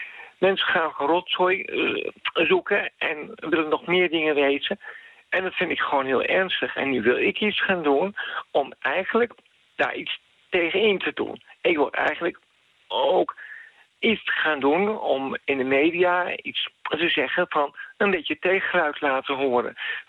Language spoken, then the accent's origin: Dutch; Soest, Utrecht, Netherlands; Bijvoorbeeld, ik kom uit Soest.